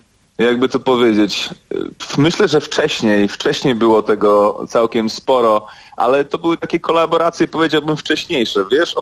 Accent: Sweden; now in Poland; Dorastałem w Szwecji, to prawie 10 lat, więc kawał życia

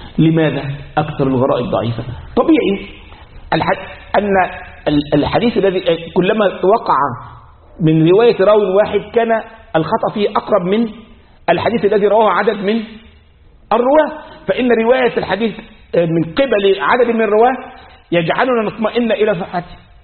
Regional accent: Egypt; احنا عندنا في مصر

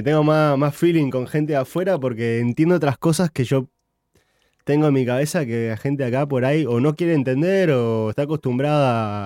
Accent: Uruguay; born there; Yo nací en Uruguay, pero no tengo, nunca quise, tipo, nacer acá.

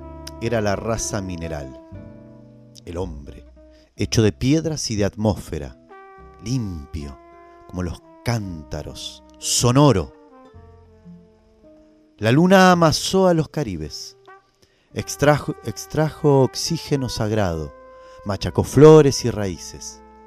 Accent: Argentina; nosotros, como argentinos, a veces le hemos dado la espalda y nos hemos identificado más con otras regiones del mundo

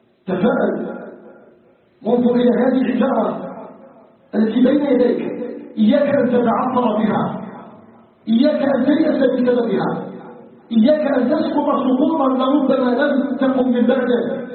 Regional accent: Algeria; اساله جل وعلا ان يجعل بلدنا الجزائر بلدا امنا مطمئنا

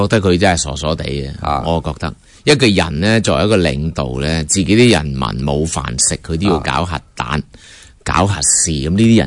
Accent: China; 就好多时候我哋中国人过去嘅历史一样，怀柔政策去到外国咧。

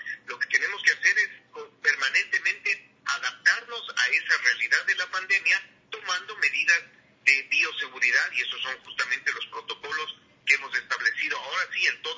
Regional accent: Ecuador; la emoción como ecuatorianos debe ser la primera cosa

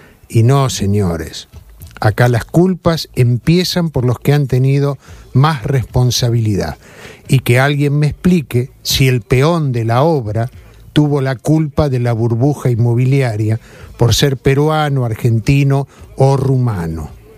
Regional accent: Spain; Los que somos españoles y los que no son españoles.

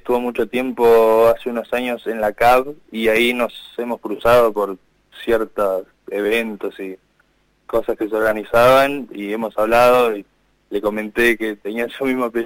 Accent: Neuquén, Argentina; now in Buenos Aires, Argentina; soy de Neuquén Capital. Ahora estoy viviendo en Buenos Aires Capital, en Ciudad de Buenos Aires

